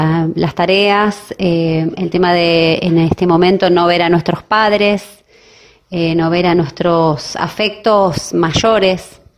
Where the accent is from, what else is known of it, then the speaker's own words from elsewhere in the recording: Paraná, Entre Ríos, Argentina; Yo soy de Paraná, Entre Ríos